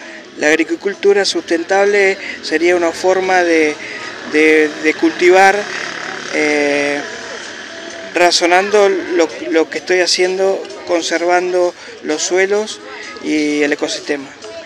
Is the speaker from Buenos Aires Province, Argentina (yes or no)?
yes; Pellegrini, Buenos Aires Province, Argentina; moved away as an adult; now in Santa Rosa, Argentina; Soy de Pellegrini, hace 22 años que vine acá a Santa Rosa de la Pampa.